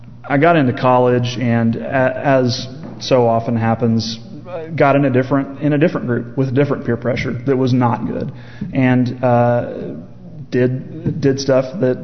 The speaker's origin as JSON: {"language": "English", "town": "Fayetteville", "country": "United States", "tie": "born or raised there", "said": "I grew up in the Methodist church. I grew up going to Sequoia United Methodist here in Fayetteville, actually."}